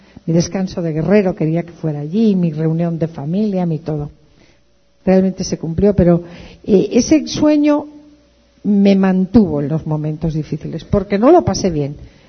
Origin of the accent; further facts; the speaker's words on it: Santander, Cantabria, Spain; Yo tenía muchas ganas de regresar a mi tierra. Yo soy de Santander, del norte de España. Tenía muchas ganas de regresar a mi tierra